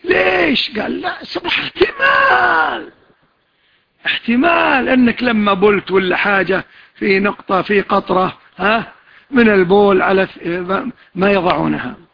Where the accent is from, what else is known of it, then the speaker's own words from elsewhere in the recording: Kuwait; وشاف الباص كويتي وحنا كلنا كويتيين